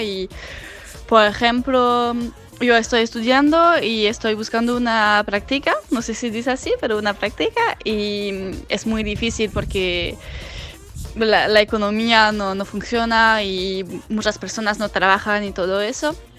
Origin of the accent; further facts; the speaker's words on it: France; Spanish is a second language; de Francia. Vení a Argentina durante el mes de diciembre y de enero